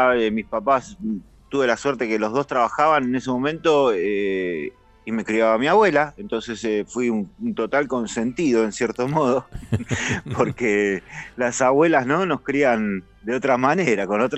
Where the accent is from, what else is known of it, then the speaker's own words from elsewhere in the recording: Martín Coronado, Buenos Aires Province, Argentina; Yo me crié en la zona oeste, cerca del Palomar, un pueblo que se llama Martín Coronado.